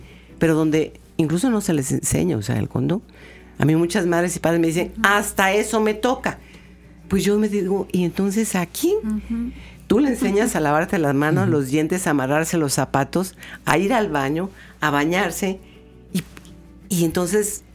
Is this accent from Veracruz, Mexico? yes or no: yes; Veracruz, Mexico; Creo que en nuestro estado la sexualidad sigue siendo un tabú, ¿no? Dicen que los veracruzanos somos, y las veracruzanas muy jariosas